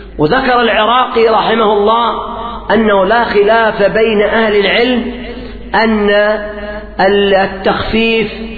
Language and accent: Arabic; Yemen; في الوقت الراهن عندنا في اليمن خصوصا في المحافظات الشمالية